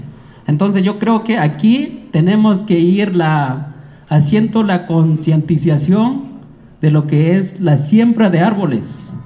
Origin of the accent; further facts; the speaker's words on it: Cochoapa el Grande, Guerrero, Mexico; Yo soy originario de Cochuapa el Grande. Venimos con los compañeros del estado de Guerrero.